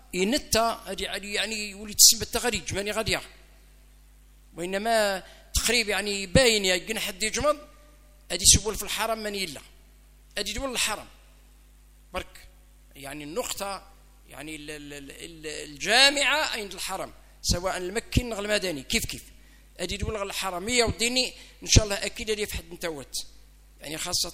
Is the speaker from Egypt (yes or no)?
no; Algeria; بلادنا الجزائر ربي يحفظ الجزائر من شرقها إلى غربها ومن شمالها إلى جنوبها